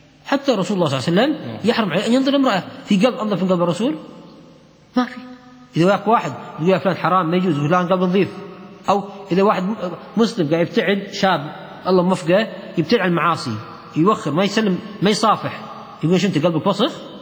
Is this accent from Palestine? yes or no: no; Kuwait; المسلة هي اللي احنا نسميها عندنا في الكويت الميبر